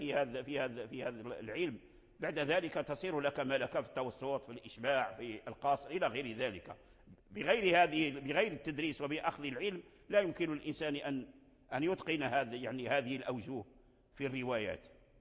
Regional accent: Morocco; وهو الوجه الآن متداول عندنا في المغرب ونقرأ به في رواية ورش

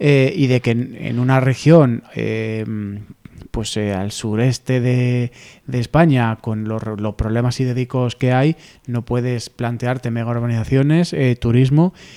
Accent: Costa Rica; De Costa Rica

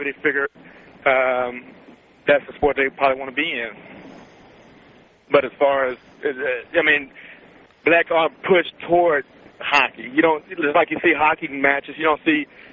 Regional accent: the South, United States; Now, hockey, I'm from the South, so, you know, I didn't have ice rinks down the South or figure skating rinks or hockey teams

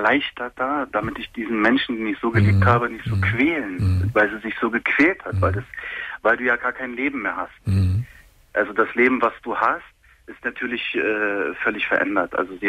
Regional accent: Germany; Nein, gar nicht. Nein, ich bin Deutscher.

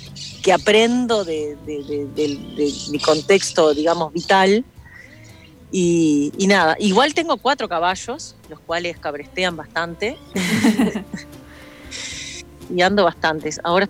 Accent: Paysandú, Uruguay; yo soy de Paysandú, mi viejo es ingeniero agrónomo, me crié en varias estancias que mi padre trabajaba

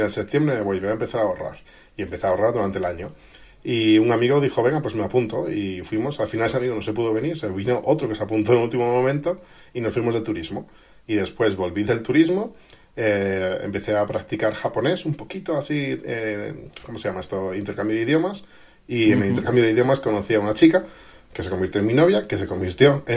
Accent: Madrid, Community of Madrid, Spain; moved away as an adult; now in Japan; Yo soy de Madrid de toda la vida. Aunque, bueno, ya desde los 20 y pocos años empecé a viajar por otros países.

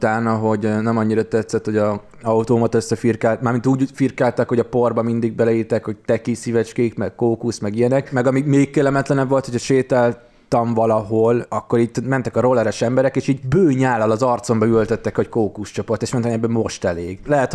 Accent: Hungary; én nem budapesti vagyok, tehát vidéken érettségiztem

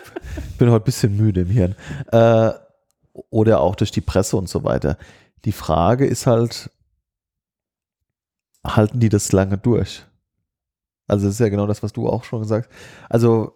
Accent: Hadamar, Hesse, Germany; born there; mein Geburtsort Hadamar ist bei Limburg und kommt meine Familie ursprünglich her

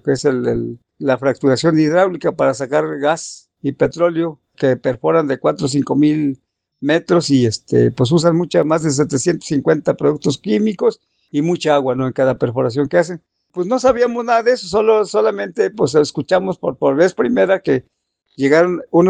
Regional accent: Olintla, Puebla, Mexico; soy del municipio de Olintla

